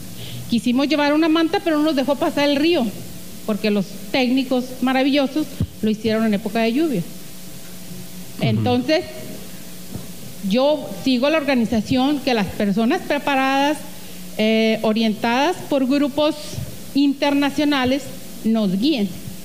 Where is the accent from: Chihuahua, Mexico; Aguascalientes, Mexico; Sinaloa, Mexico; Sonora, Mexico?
Sonora, Mexico; Ures; Buenas tardes, yo vengo de Ure, Sonora.